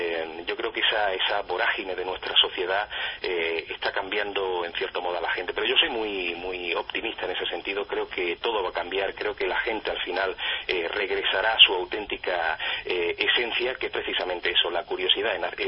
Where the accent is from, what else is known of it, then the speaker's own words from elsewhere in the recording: Andalusia, Spain; sin olvidar nunca Andalucía, que es mi tierra, con unas provincias maravillosas, llenas de misterios